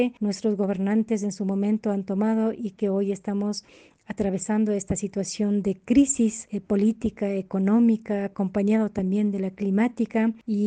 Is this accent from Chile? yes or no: no; Ecuador; Nosotros como ecuatorianos, como ecuatorianas también, que radicamos acá en nuestros territorios a lo largo y ancho de nuestro país